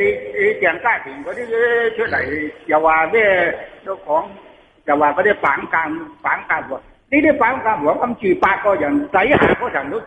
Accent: Hong Kong; 我哋港人

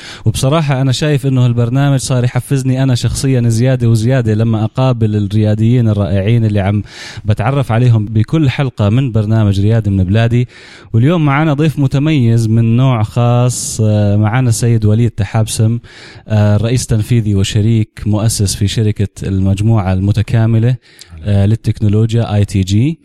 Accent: Irbid, Irbid Governorate, Jordan; وأنا لأنه من إربد فحسيت أنه يعني إحنا نوعا ما على موجة واحدة شابكين

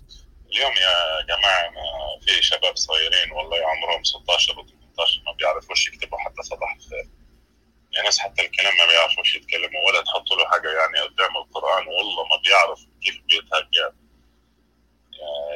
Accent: Libya; انا طبعا مش من مصر، انا من ليبيا.

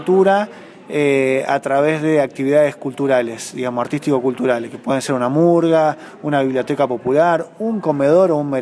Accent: Córdoba, Argentina; Bueno, nosotros somos del Valle de Calamuchita.

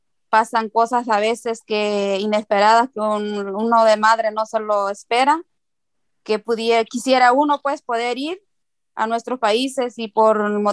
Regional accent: El Salvador; now in Santa Ana; Vivo aquí en Santa Ana, soy de El Salvador. Tengo 20 años viviendo aquí en Santa Ana.

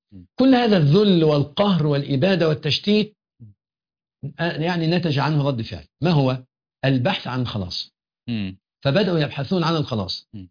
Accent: Egypt; يعني إحنا عندنا في مصر أقول لك المحافظة الفلانية لها صفات كذا

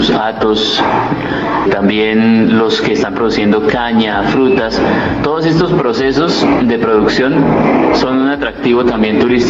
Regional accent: San Francisco, Cundinamarca, Colombia; nosotros, los mismos que estamos aquí, que somos de acá de San Francisco, nos enamoremos.

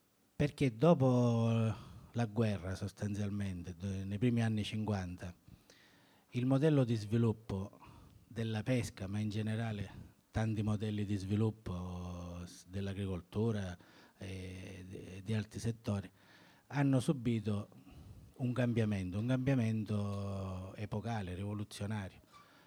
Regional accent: Catania, Sicily, Italy; vengo da Catania

